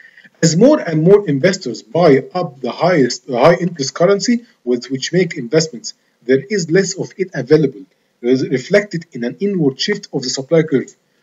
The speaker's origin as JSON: {"language": "Arabic", "country": "Egypt", "said": "البنك المركزي مثلا عندنا في مصر"}